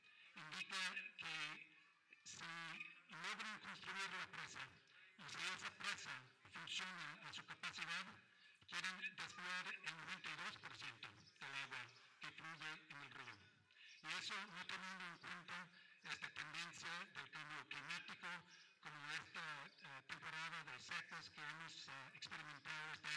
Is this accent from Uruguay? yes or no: no; Canada; now in Mexico; soy originalmente de Canadá. Ya tengo muchos años viviendo aquí en México. Ya tengo la ciudadanía mexicana a través del proceso de naturalización.